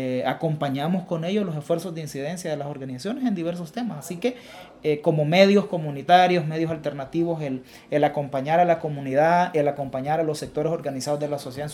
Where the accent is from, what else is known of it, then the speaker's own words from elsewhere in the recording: El Salvador; y como sociedad salvadoreña tenemos que hacer un esfuerzo sostenido